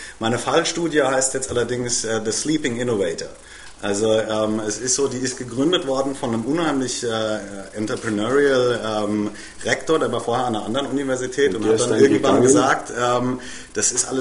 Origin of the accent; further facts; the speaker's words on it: Germany; ich bin Deutscher, ich kann kaum Spanisch